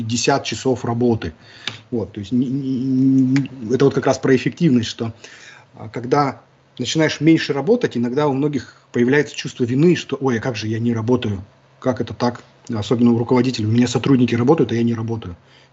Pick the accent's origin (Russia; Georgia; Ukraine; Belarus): Russia; Siberia; now in Kaliningrad, Russia; я вырос в Сибири, там нет никаких мансард. Я когда приехал в Калининград, я первый раз здесь увидел мансарды